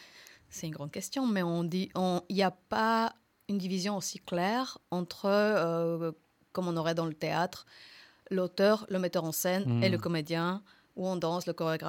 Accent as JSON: {"language": "French", "country": "Mexico", "second_language": "French", "lives_now": "France", "said": "Par exemple, moi, je viens du Mexique, qui est officiellement l'Amérique du Nord."}